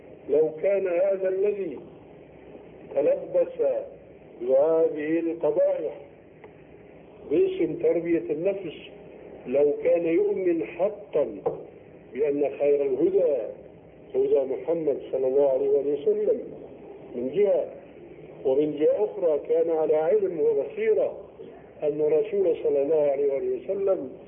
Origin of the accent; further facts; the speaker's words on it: Syria; يسموه عندنا في الشام جنفيس،